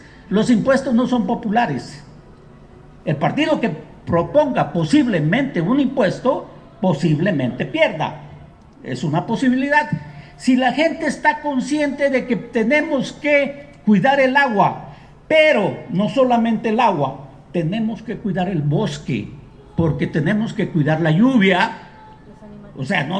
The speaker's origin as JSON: {"language": "Spanish", "town": "Atoyac de Álvarez", "region": "Guerrero", "country": "Mexico", "tie": "born there", "lives_now": "Chilpancingo, Mexico", "said": "Bueno, yo soy originario de Atoyac de Álvarez Guerrero, nacido ahí, vivo en Chilpancingo el mayor tiempo de mi vida, he estado viviendo en Chilpancingo."}